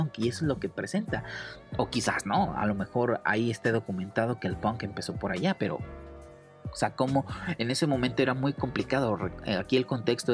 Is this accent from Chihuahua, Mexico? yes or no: no; Cuernavaca, Morelos, Mexico; Por ahí también todos los que somos de Cuernavaca, ahí llegábamos